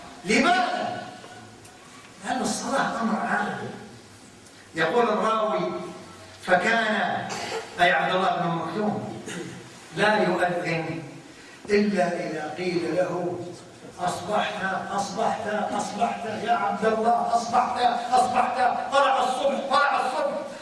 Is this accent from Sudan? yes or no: no; Kuwait; احنا عندنا في الكويت لا يروح عند البحر